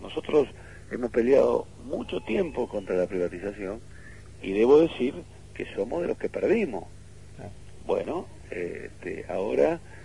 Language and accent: Spanish; Argentina; habrá que rediscutir nosotros como argentinos.